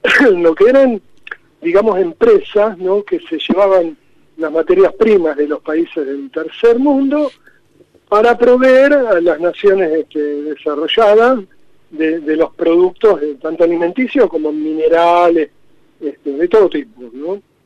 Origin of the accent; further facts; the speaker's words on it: Viedma, Río Negro, Argentina; also born or lived in Conesa; now in Buenos Aires, Argentina; criado en Viedma, en Conesa un poquito también, nacido en Sisque Menuco, pero toda la juventud en Viedma, ¿no? Ahora en Buenos Aires, pero viajando para todos lados.